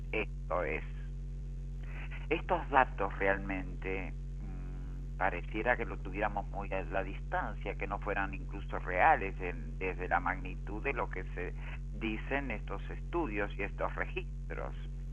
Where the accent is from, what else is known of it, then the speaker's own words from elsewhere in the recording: General San Martín, Buenos Aires Province, Argentina; soy del distrito de General San Martín, provincia de Buenos Aires, de Argentina